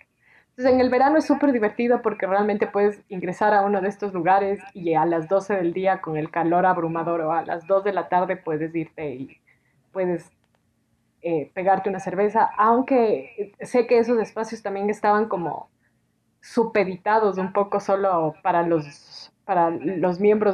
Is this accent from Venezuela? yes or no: no; Ecuador; cuando se enteran que soy una ecuatoriana haciendo una tesis sobre México